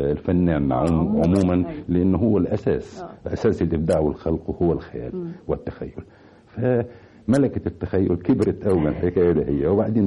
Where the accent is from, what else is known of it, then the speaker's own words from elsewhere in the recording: Helwan, Cairo Governorate, Egypt; also born or lived in Tanta; وولدت في مدينة طنطا لكن ما بقتش فيها كتير، رجعنا يعني كان في ظروف صحية لوالدي فخدنا، كان يجب أن يستشفى في مدينة حلوان فجينا مدينة حلوان،